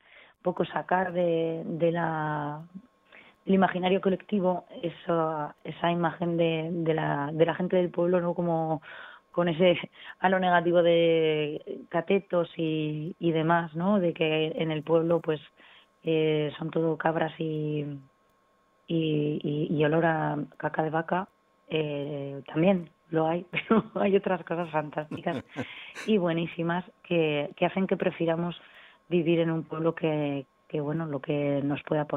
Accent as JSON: {"language": "Spanish", "town": "Alcorisa", "region": "Aragon", "country": "Spain", "tie": "born or raised there", "said": "tengo la primera fecha a finales de enero en mi pueblo, en Alcoriza."}